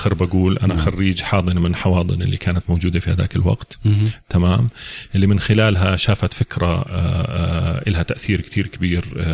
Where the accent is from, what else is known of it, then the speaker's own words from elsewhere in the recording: Amman, Amman Governorate, Jordan; born there; من مواليد عمان بسنة 67.